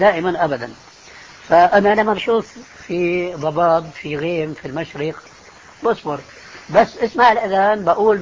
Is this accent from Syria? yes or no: yes; Syria; كما يقولون عندنا في الشام